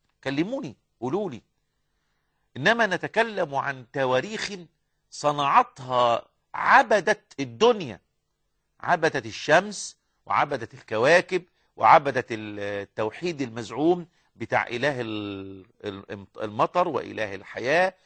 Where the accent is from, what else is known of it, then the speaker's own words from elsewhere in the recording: Egypt; احنا نعرف في التاريخ المصري ان احنا كمصريين استعبدنا من قبل المحتلين والحكام قرونا طويلة جدا